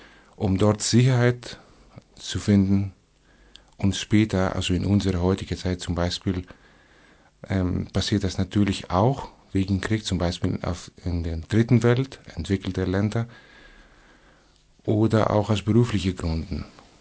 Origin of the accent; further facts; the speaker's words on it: Thessaloniki, Central Macedonia, Greece; German is a second language; Es gibt außer die Hauptstadt, die zweitgrößte Hauptstadt Thessaloniki, wo ich herkomme.